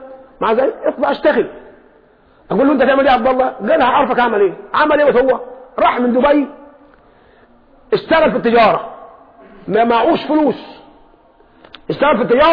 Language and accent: Arabic; Egypt; لكن احنا كمصريين قلوبنا ضعيفه